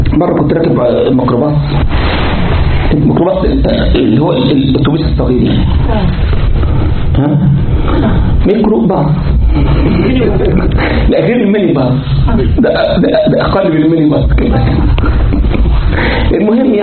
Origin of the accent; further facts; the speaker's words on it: Egypt; وبعدين احنا عندنا في مصر ممكن ايه واحد يركب يستاجر التاكس